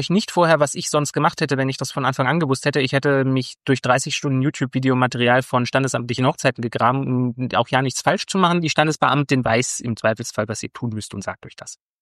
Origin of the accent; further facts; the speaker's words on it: East Germany, Germany; ich komme ja aus dem Osten und ich bin gegen Verschwendung, weil wir hatten ja früher nichts